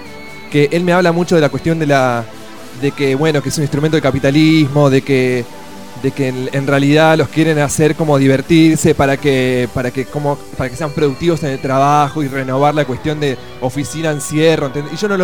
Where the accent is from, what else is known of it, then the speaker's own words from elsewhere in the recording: Argentina; soy muy argentino, soy como 50% argentino, 50%... newyorkense, ¿entendés?